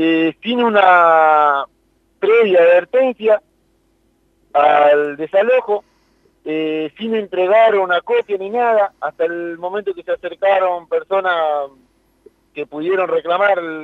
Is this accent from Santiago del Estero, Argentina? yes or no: no; La Plata, Buenos Aires Province, Argentina; Somos ciudadanos de Ciudad de la Plata, argentinos, con DNI, que damos votos, que votamos.